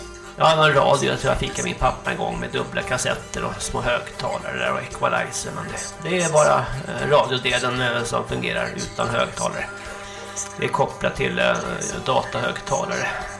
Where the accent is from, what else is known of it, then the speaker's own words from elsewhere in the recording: Sweden; jag kommer ju från Vallsta och Märsta där, så det är lite skillnad och så